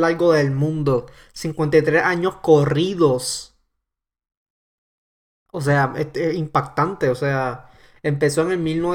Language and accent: Spanish; Ponce, Puerto Rico; Entonces hace todos los años en la ciudad de Ponce, mi ciudad natal de Ponce, ¿verdad?